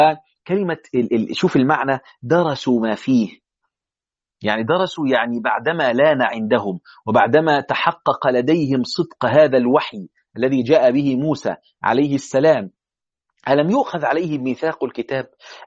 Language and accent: Arabic; Egypt; يعني حتى في عندنا في مصر يقول لك درس القمح